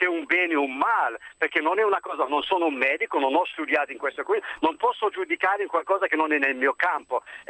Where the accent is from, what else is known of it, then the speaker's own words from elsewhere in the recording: Algeria; Io da algerino adesso non so...